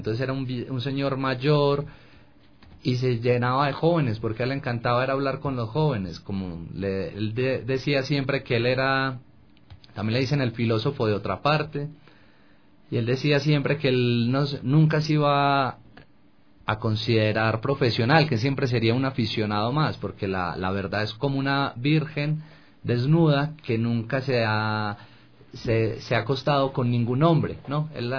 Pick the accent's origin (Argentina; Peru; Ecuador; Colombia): Colombia; moved away; also born or lived in Spain; Porque salí de Colombia, y al salir de Colombia como que me fui a España y empecé a mirar a mi país desde afuera